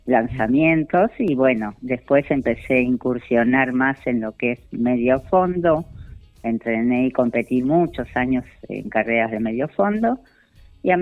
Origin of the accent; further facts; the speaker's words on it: Pehuajó, Buenos Aires Province, Argentina; yo comencé muy de chiquita en Pehuajó a los 7 años